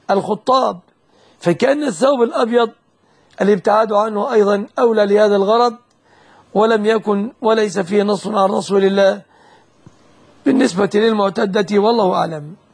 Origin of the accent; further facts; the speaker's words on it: Egypt; الشبكة في بلادنا مصر في الغالب ما لم ينص على خلاف ذلك هي من الصداق.